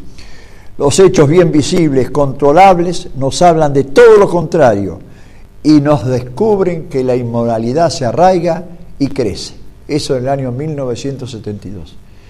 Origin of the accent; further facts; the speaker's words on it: Argentina; Como argentino, como padre de familia católico